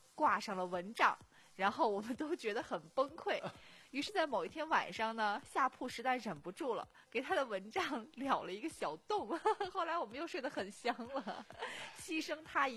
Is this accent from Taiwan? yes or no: no; northern China, China; 我作为一个北方人，就是觉得，就是第一次和天南海北的同学在一起生活的时候